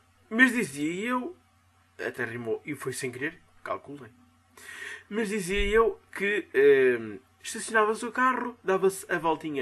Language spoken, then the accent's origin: Portuguese; Vila Nova de Gaia, Porto, Portugal; born there; mas nasci numa cidade perdida no Porto, que é a Vila Nova de Gaia, já agora diga-se.